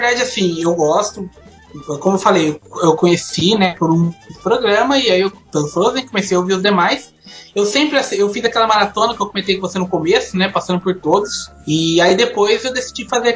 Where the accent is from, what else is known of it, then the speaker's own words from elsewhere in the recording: Hortolândia, São Paulo, Brazil; Sou de Hortolândia, interior de São Paulo, não sei se vocês conhecem, né? Fico lá de Campinas.